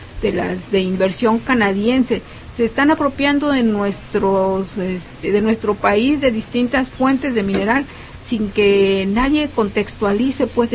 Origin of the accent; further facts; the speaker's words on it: Mexico; los propietarios originales, que somos nosotros los mexicanos